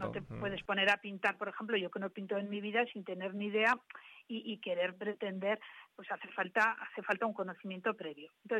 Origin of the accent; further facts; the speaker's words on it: Alcañiz, Aragon, Spain; now in Tudela, Spain; aunque soy de Alcañiz, llevo 22 años viviendo aquí y es mi segunda ciudad. Me ha acogido Tudela magníficamente y me considero ya tudelana.